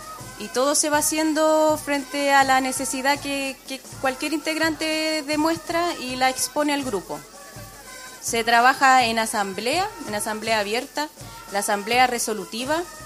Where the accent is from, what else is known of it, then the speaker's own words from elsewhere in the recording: Puente Alto, Santiago Metropolitan Region, Chile; No, soy de Puente Alto, soy de El Llano, pero viajo todos los sábados